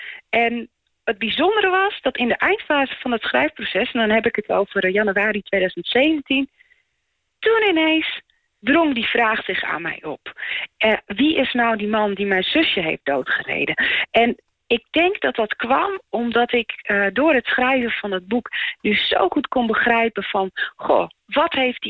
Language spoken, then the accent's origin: Dutch; Friesland, Netherlands; born there; toen ik in 2011 een keer in Heerenveen was, dat is in de buurt waar ik geboren ben